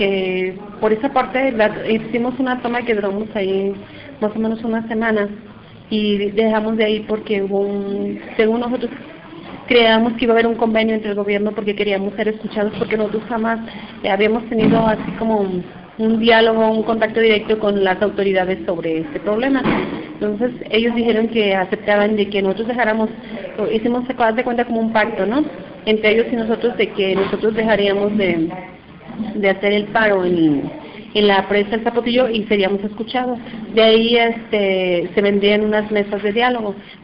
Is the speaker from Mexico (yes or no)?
yes; Temacapulín, Jalisco, Mexico; vengo de la comunidad de Temacapulín.